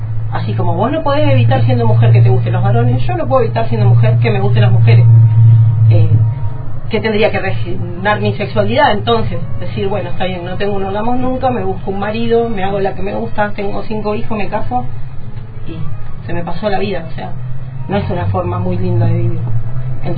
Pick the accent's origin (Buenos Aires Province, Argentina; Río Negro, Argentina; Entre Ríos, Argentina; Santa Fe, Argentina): Río Negro, Argentina; Viedma; also born or lived in Buenos Aires; yo en realidad soy de Buenos Aires, pero nos vinimos a vivir con mi familia a Viedma en el 91, o sea que toda mi parte de adolescencia, escuela secundaria y todos los momentos más heavy fueron en Viedma, Río Negro.